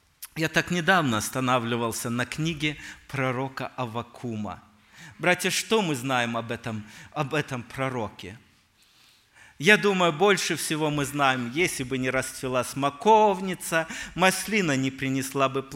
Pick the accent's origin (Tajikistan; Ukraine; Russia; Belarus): Russia; Omsk Oblast; я вырос в Сибири, в Омской области, это мой земляк